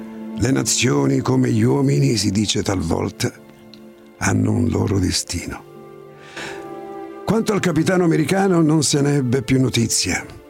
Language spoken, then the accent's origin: Italian; Angri, Campania, Italy; Vengo da Angheri, in provincia di Salerno.